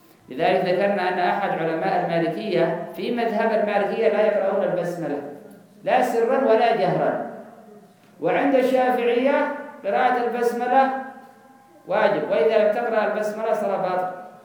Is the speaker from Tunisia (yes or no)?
no; Yemen; لا هذا عندنا في اليمن